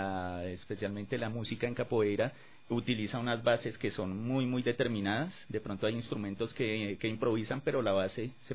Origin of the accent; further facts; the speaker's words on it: Bogotá, Colombia; born there; Yo nací en Bogotá, en un barrio popular que se llama Las Cruces.